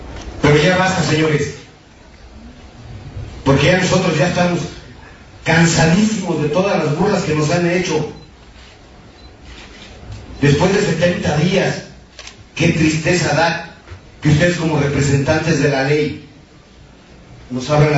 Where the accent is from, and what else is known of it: Tlaxcala, Mexico